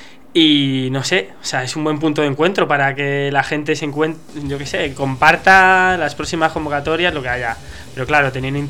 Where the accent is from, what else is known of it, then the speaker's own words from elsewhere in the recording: Madrid, Community of Madrid, Spain; O sea, nosotros vivimos en Entrevías. Pero... Es verdad, todo hay que decirlo, pero nosotros somos de Tirso de toda la vida.